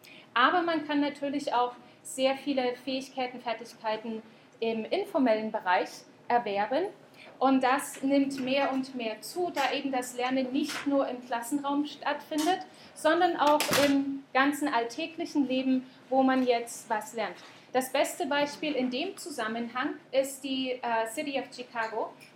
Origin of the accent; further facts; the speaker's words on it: Saxony, Germany; now in New Zealand; normalerweise komme ich zwar aus Sachsen, aber ich bin dann nach Neuseeland gezogen